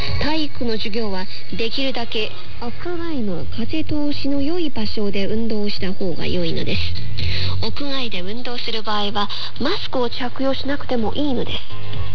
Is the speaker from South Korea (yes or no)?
no; China; Japanese is a second language; 日本の方は私たち中国人よりももっと詳しいと思いますが